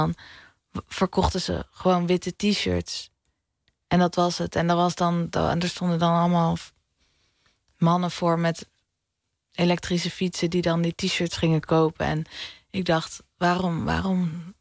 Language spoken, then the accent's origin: Dutch; Amsterdam, North Holland, Netherlands; ik kom uit de Pijp in Amsterdam en dat die wijk is volledig veranderd.